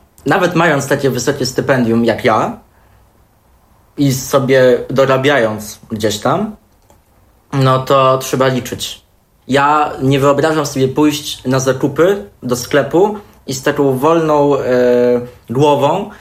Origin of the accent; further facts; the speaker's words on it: Włodawa, Lublin Voivodeship, Poland; Ja we Włodawie się wszędzie poruszałem pieszo. Jednak no, pochodzę z tego małego miasteczka, wychowałem się w tej no, tak zwanej klasie robotniczej